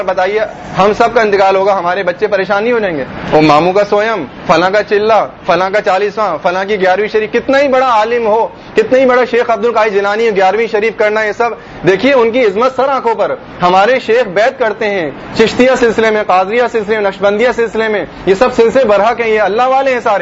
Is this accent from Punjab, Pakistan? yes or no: no; Hyderabad, Sindh, Pakistan; born there; حیدرآباد میں بھی ایک ببر شیر تھا, میں بھی حیدرآباد کی میری پیدائش ہے